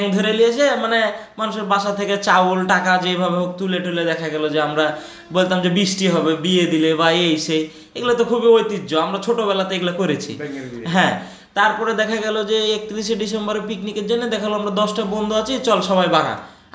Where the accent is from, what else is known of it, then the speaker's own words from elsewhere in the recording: Rajshahi, Rajshahi Division, Bangladesh; আর রাজশাহী তো অনেক শান্তিপ্রিয় নগর, এই দিক দিয়ে আমরা গর্বিত যে আমরা রাজশাহীর ছেলে